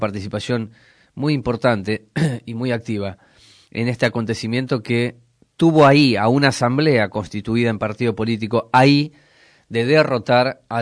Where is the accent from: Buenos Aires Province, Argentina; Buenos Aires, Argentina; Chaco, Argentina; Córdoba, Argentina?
Córdoba, Argentina; yo también soy de Córdoba